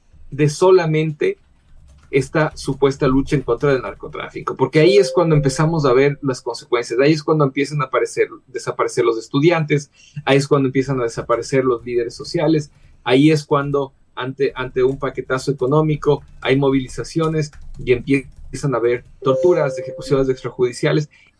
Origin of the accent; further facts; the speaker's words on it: Ecuador; todos somos la selección, todos somos de Ecuador